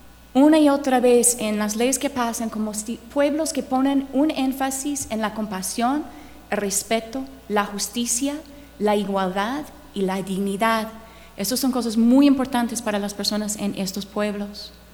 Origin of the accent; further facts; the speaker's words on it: United States; Spanish is a second language; mi experiencia como gringa es cierta y eso es lo que voy a compartir hoy, ¿ok? Yo nunca he vivido en el mismo lugar por más que 3 años